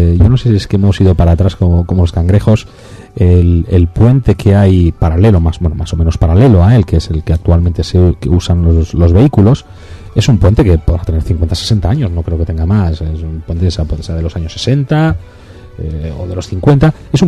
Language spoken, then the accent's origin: Spanish; Montejo de San Miguel, Castile and León, Spain; no me toques la fibra, que yo soy de Montejo.